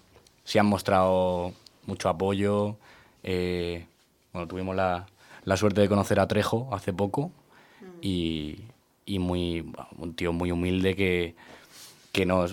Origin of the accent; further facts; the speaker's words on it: Madrid, Community of Madrid, Spain; Somos todos chavales normales, que somos de Vallecas